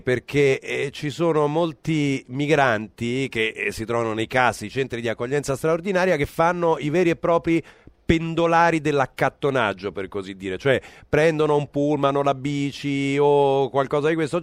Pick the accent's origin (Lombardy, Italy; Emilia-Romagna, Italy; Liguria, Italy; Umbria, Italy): Umbria, Italy; essendo umbro, naturalmente mi piacciono quando poi sono nel piatto